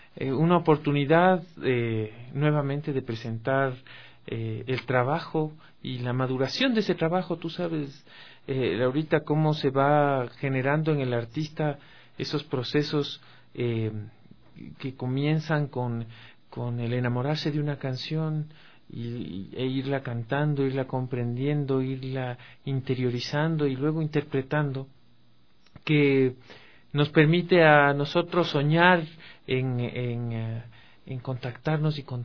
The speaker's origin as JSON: {"language": "Spanish", "town": "Quito", "region": "Pichincha", "country": "Ecuador", "said": "de cómo somos los ecuatorianos, los quiteños."}